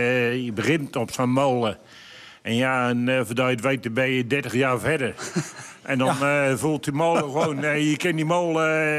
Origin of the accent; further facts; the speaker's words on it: Hoogmade, South Holland, Netherlands; ik kom uit Hoogmade, waar de heren vandaan komen. En ik draai op de Hoogmadense molen.